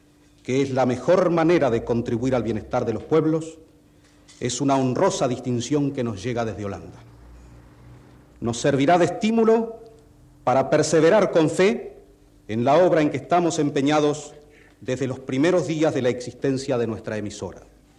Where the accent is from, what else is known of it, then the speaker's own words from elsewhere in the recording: Uruguay; uno de los muchos deberes que tenemos como uruguayos